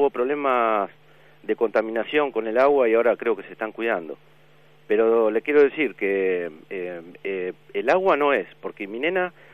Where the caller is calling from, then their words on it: Berazategui, Buenos Aires Province, Argentina; de Berazategui.